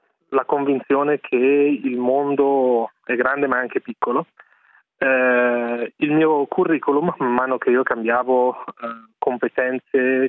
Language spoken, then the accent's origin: Italian; Desenzano del Garda, Lombardy, Italy; Da uno dei posti più belli d'Italia. Veniamo dal Lago di Garda.